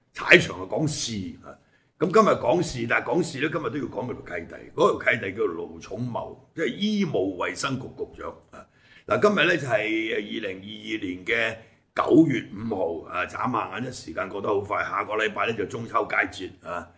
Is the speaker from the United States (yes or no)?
no; Hong Kong; 我喺香港出世，我喺香港大嗰幾十年喺香港，咁家產我老豆老母山墳喺嗰度